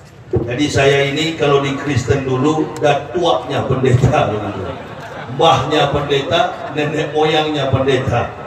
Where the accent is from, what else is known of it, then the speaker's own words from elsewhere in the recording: Manado, North Sulawesi, Indonesia; Manado kampung halaman saya